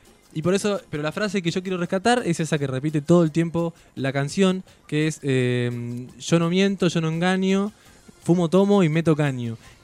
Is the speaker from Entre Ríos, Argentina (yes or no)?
yes; Gualeguaychú, Entre Ríos, Argentina; Yo soy de Gualeguaychú, Entre Ríos, allá cerquita del Uruguay.